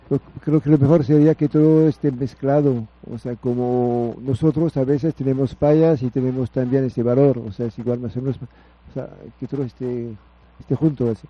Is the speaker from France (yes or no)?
yes; France; Spanish is a second language; Vengo de Francia también, sí. De Francia. Yo vivo en Francia y tengo 10 días aquí en México. Y estuve en el país hace mucho tiempo. O sea, como 20 años estuve en el país, pero no aquí.